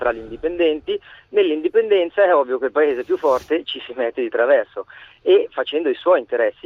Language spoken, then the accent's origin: Italian; Milan, Lombardy, Italy; Io sono di Milano.